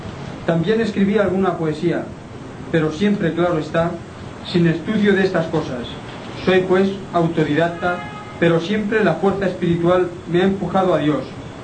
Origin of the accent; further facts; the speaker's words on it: Palma, Balearic Islands, Spain; also born or lived in Inca; Mallorquín, nací en Inca, en 1918, pero desde niño resido en Palma.